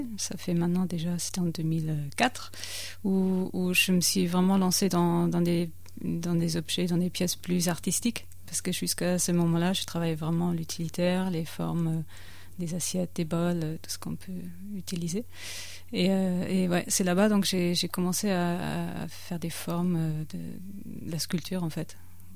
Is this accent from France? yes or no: yes; the Alps, France; j'ai grandi vraiment dans les Alpes, j'ai beaucoup grimpé